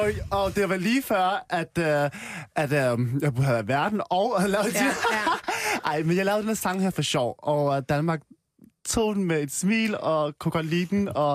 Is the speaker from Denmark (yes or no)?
no; Vietnam; Jeg er fra Vietnam